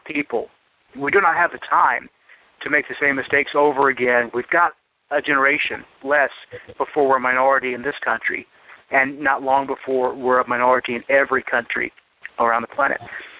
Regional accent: the South, United States; I was raised, you know, as a Southerner, to respect my elders, and I guess I'm an elder now.

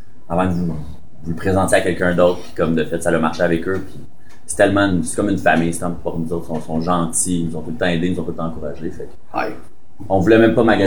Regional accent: Salaberry-de-Valleyfield, Quebec, Canada; Nous autres, on vient de Salaberry Valleyfield.

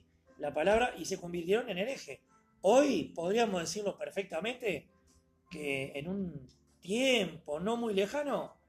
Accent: Uruguay; Porque yo soy uruguayo y mis sentimientos, mis emociones hacen que yo diga eso.

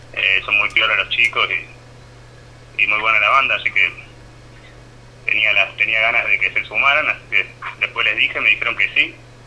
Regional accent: Las Rosas, Córdoba, Argentina; Nosotros somos de acá, de Las Rosas.

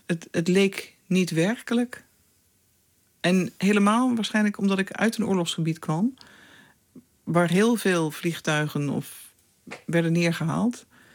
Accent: Netherlands; Maar als Nederlander, maar ik zou ook zeggen als toen ondersecretaris-generaal van de VN, wist ik wel

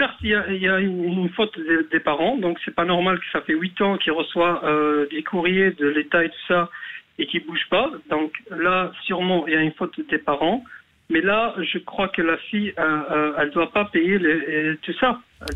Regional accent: Algeria; now in Belgium; Je suis d'origine algérienne.

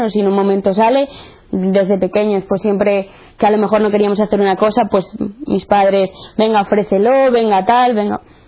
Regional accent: Santander, Cantabria, Spain; tengo 18 años, soy de Santander, soy la mediana de tres hermanos. Mi familia siempre ha sido católica, practicante, tanto por parte de padre como de madre, y entonces pues siempre me he criado en un ambiente cristiano.

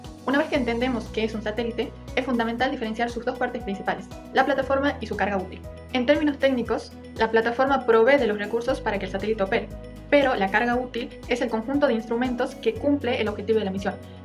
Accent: Tucumán, Argentina; soy de Tucumán

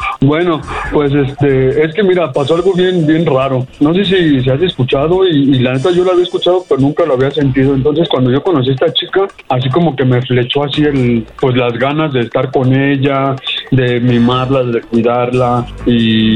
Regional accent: Mexico City, Mexico; No, ella es de Metro Musquis y yo soy de la Ciudad de México.

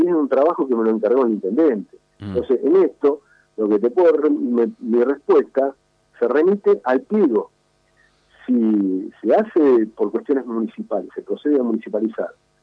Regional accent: Moreno, Buenos Aires Province, Argentina; soy de Moreno, nací en Moreno

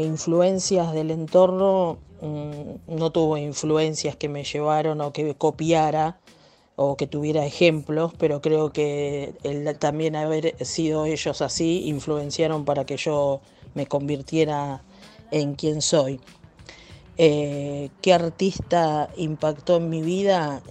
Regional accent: Mar del Plata, Buenos Aires Province, Argentina; de Mar del Plata, Argentina.

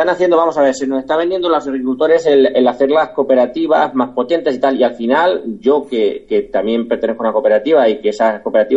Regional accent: Valdepeñas, Castilla-La Mancha, Spain; aquí en mi pueblo, en Valdepeñas, un pueblo que en aquel momento tenía 25.000 habitantes

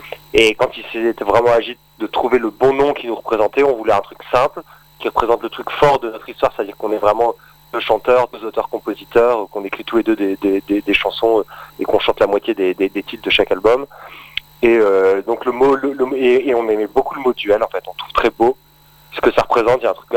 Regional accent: Roubaix, Hauts-de-France, France; Moi, je viens de Roubaix, dans le Nord.

